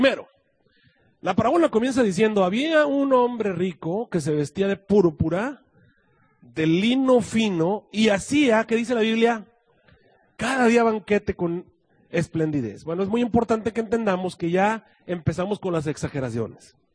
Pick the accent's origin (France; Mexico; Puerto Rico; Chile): Mexico; cómo somos los mexicanos o cómo somos los seres humanos, o los que asistimos a la iglesia, los adventistas